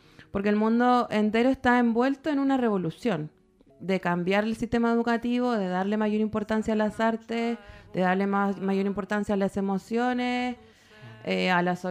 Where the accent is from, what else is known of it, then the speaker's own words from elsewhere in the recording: Chile; moved away; en el proceso de migración que he tenido, porque yo soy chilena